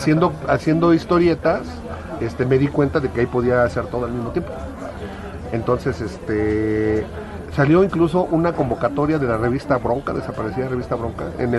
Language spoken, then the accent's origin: Spanish; France; francés, ¿sí? Sí. Y los franceses saben quedar muy bien